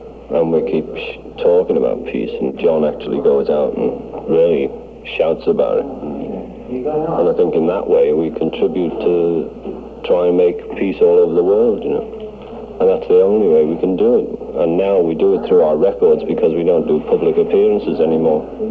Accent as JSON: {"language": "English", "region": "England", "country": "United Kingdom", "said": "they'd had a note threatening to shoot me as an English Jew"}